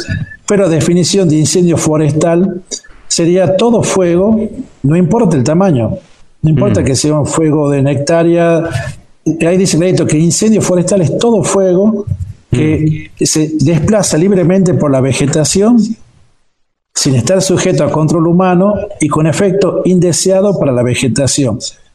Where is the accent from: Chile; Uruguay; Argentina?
Argentina; San Antonio, Catamarca; born there; yo soy nacido en San Antonio, de Fray Montesquieu.